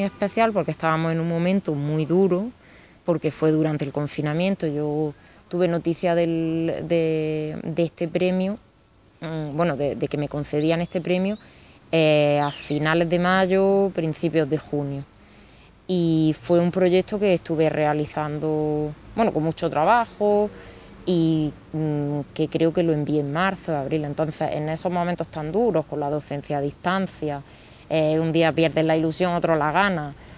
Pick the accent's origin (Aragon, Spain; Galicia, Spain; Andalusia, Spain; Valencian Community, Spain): Andalusia, Spain; Ventas de Huelma; yo estudié en el colegio de mi pueblo, en el CEIP El Temple, en Ventas de Huelma, un colegio muy chiquitito, y allí estuve hasta quinto de primaria